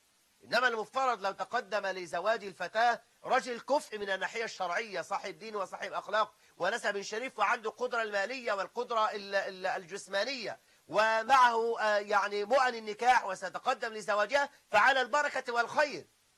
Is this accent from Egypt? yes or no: yes; Egypt; خاصة عندنا في مصر، خاصة في بلاد الصعيد